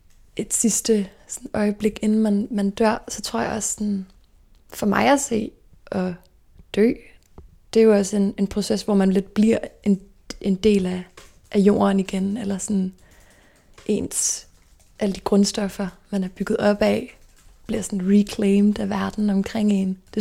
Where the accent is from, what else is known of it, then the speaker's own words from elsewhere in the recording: Stevns, Zealand, Denmark; moved away as an adult; Og jeg voksede op på Stævns. Og der har jeg faktisk boet i det samme lille orange hus hele mit liv, indtil jeg flyttede til København som 19-årig. Og så har jeg gået i folkeskole på Stævns også.